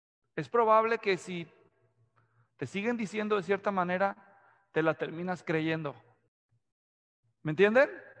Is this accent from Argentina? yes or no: no; Mexico; Yo nací y crecí en México. Y si tienen un talento los mexicanos, es para encontrarte sobrenombres.